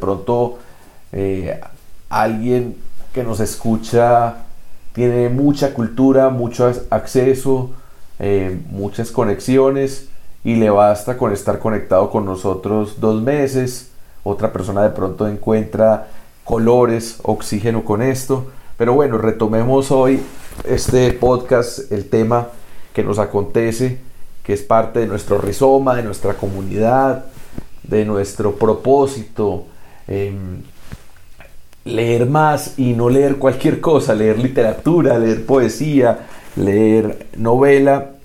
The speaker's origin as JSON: {"language": "Spanish", "country": "Colombia", "said": "porque somos colombianos y colombianas, la mayoría"}